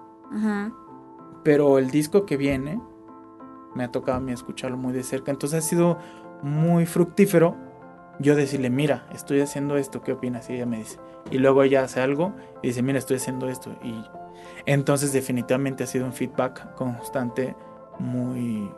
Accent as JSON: {"language": "Spanish", "town": "Guadalajara", "region": "Jalisco", "country": "Mexico", "lives_now": "Mexico City, Mexico", "said": "cómo viví la Ciudad de México desde que llegué de Guadalajara."}